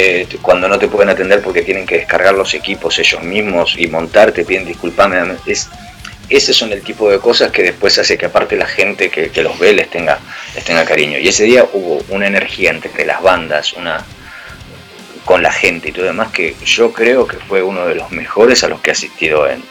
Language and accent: Spanish; San Fernando, Buenos Aires Province, Argentina; also born or lived in Tigre; Yo nací en San Fernando y viví mucho tiempo en San Fernando y Tigre, que está a 30 kilómetros de la capital, parece poco, pero son como 2 horas en tren. Y después me fui mudando, me fui acercando más al centro